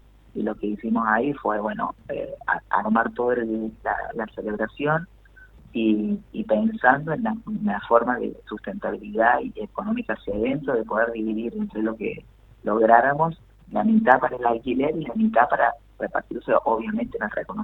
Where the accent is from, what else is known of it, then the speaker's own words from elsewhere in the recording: Villa Dolores, Córdoba, Argentina; moved away as an adult; Yo soy de Villa Dolores, en realidad, de Tras la Sierra, donde fui hace muchísimos años. Tengo 45, así que ya está madurada la cosa en un montón de sentidos y de caminos, y yo recuerdo haberme ido de mi pago, detrás de la Sierra Hermosa